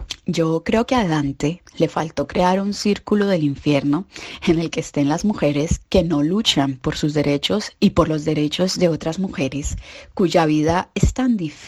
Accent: Colombia; moved away; also born or lived in Ecuador / Mexico; como migrante colombiana que creció en Colombia, pero vivió muchos años en Ecuador y luego en México

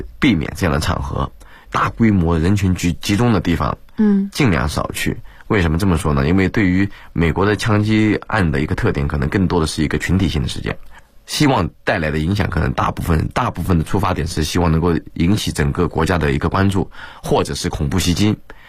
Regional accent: China; 我还是一直坚信，就是我们中国人是属于比较聪明的人。

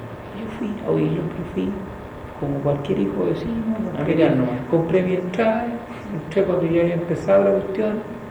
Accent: Chile; esas típicas timideces que tiene uno como chileno

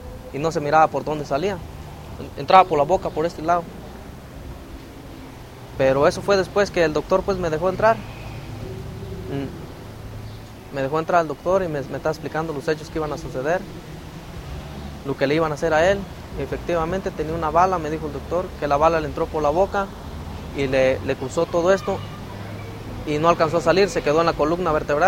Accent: Tacámbaro, Michoacán, Mexico; Yo soy de Tacámbaro. Tacámbaro queda como 2 horas de Morelia.

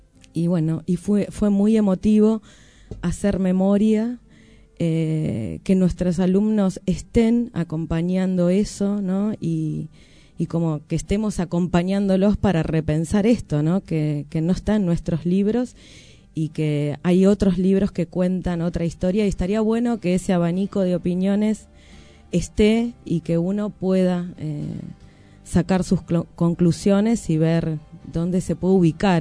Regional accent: Argentina; con las contradicciones que tiene esta fecha para nosotros como argentinos

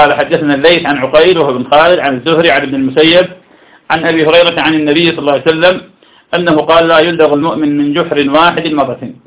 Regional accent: Iraq; أنا أعرف شخص كان عندنا في العراق

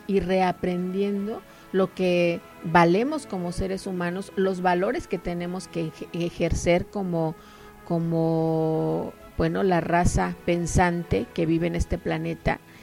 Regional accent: Mexico; cuáles son nuestras obligaciones como mexicanos

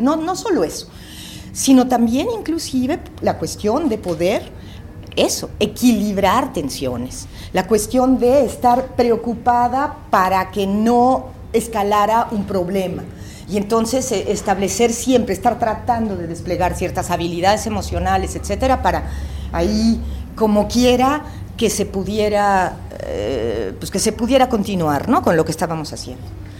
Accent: Mexico; also born or lived in Bolivia; Yo viví en Bolivia muchos años, soy mexicana

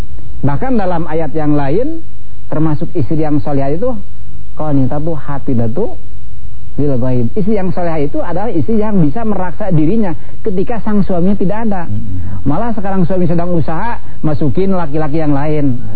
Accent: West Java, Indonesia; Pertama, saya orang Sunda. Kadang-kadang bacanya juga ngomongnya juga ngaco.

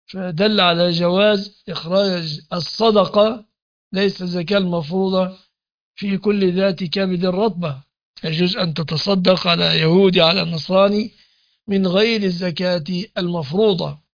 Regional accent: Egypt; لكن عندنا في مصر على سبيل المثال الذي لا يمتلك سيارة لا يعد فقيرا

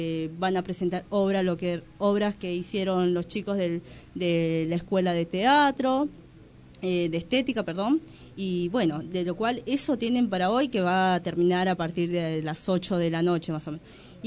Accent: Bolivia; yo soy boliviana

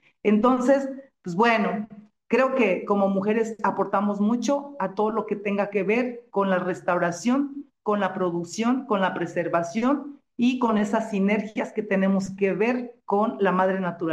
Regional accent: Jalisco, Mexico; moved away as an adult; Yo, como mujer, tengo 37 años en este ámbito en Chiapas. Es un estado ajeno al mío. Yo soy del estado de Jalisco. Me adoptaron en Chiapas hace 37 años.

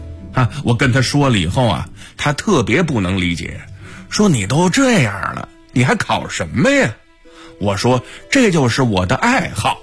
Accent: Shandong, China; 我们家是山东的，我们那块的考场呢设在泰安

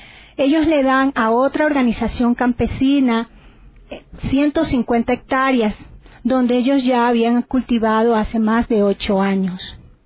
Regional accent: Durán, Guayas, Ecuador; Yo explícitamente vengo de Durán, que está cerca a Guayaquil.

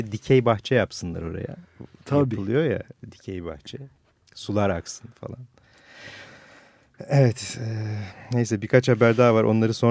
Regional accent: Istanbul, Turkey; Ben de oralıyım aslında. Yani doğma büyüme tam o civardanım Acıbadem.

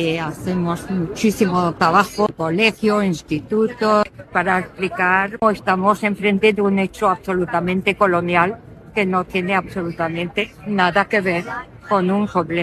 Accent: France; soy judía, francesa, antisionista

